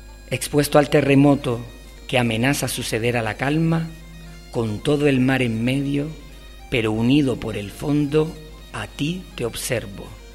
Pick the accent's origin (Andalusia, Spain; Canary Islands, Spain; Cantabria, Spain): Canary Islands, Spain; Telde; yo soy de Telde y aunque Valsequillo me queda muy cerca